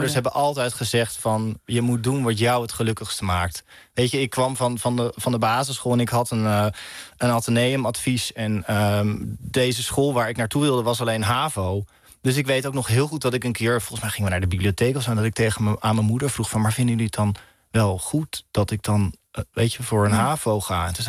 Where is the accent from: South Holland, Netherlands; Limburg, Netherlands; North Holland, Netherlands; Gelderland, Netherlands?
South Holland, Netherlands; Rotterdam; En ik kom uit Rotterdam, dus ik kom op mijn fiets.